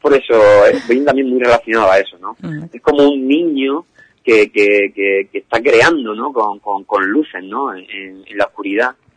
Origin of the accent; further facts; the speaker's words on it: Murcia, Region of Murcia, Spain; yo soy de Murcia y viajo mañana a Cádiz